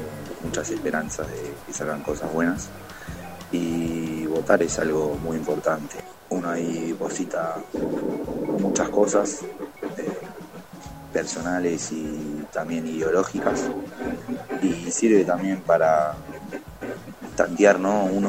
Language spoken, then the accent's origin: Spanish; Buenos Aires, Argentina; soy de Buenos Aires.